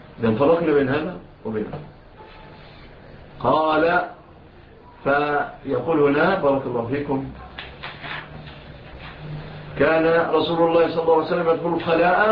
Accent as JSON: {"language": "Arabic", "country": "Egypt", "said": "إلى بلادنا مصر"}